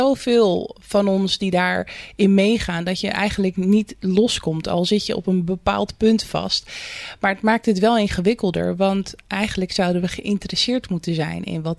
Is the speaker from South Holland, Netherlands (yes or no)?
yes; Rotterdam, South Holland, Netherlands; Toen ben ik in Rotterdam West opgegroeid. Nou, dat is best wel een buurt waar je ook niet heel snel de ladder pakt. Maar goed, je had daar wel heel veel culturen.